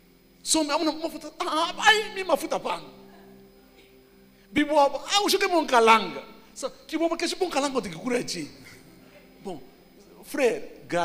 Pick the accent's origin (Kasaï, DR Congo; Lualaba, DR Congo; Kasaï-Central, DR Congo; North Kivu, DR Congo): Lualaba, DR Congo; Kolwezi; born there; now in Likasi, DR Congo; Kolwezi. Je suis né à Kolwezi.